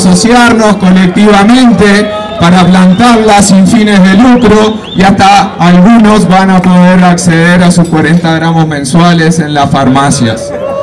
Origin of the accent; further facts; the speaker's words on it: Uruguay; Vengo de Uruguay en solidaridad con esta marcha, con esta caravana.